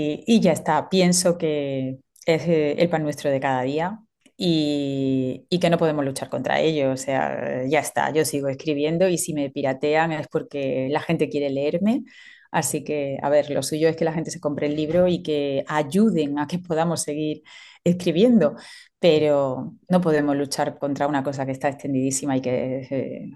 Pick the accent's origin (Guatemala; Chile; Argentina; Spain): Spain; Córdoba, Andalusia; será un texto sobre la historia de Córdoba, de mi tierra.